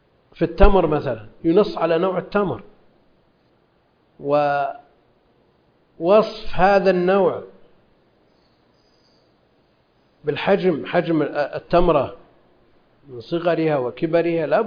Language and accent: Arabic; Najd, Saudi Arabia; هذا معروف عندنا في نجد يسمونه